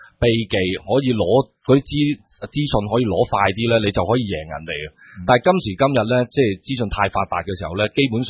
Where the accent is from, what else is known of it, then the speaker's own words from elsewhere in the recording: Liaobu, Guangdong, China; 我乡下喺寮埠，咁然之后喺樟木头